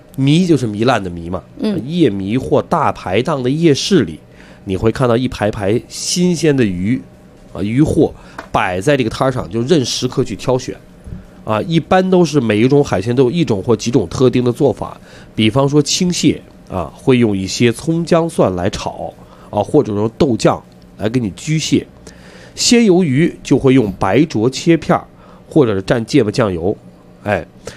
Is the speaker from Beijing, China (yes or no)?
yes; Beijing, China; 咱们北京人都去过北戴河